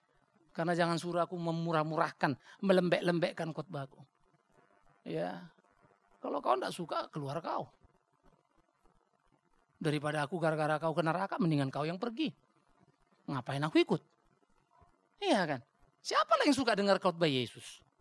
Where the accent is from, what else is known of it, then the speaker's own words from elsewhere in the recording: North Sumatra, Indonesia; Apalagi saya orang Batak. Gak suka kau ya kita barang. Kau jual, ku beli.